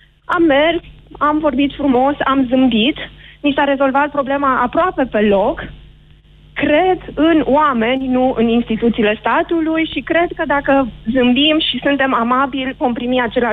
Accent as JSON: {"language": "Romanian", "town": "Cluj-Napoca", "region": "Cluj County", "country": "Romania", "said": "Nu sunt din Cluj."}